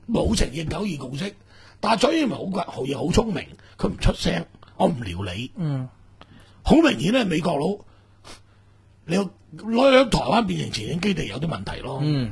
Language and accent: Cantonese; Hong Kong; 但系呢句话同我哋香港人嘅刁喇妈系差唔多嘅